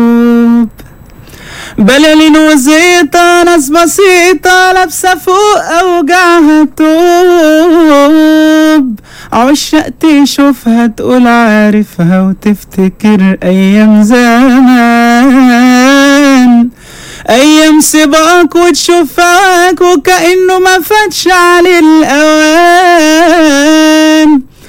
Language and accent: Arabic; Khusus, Qalyubia, Egypt; من الخصوص.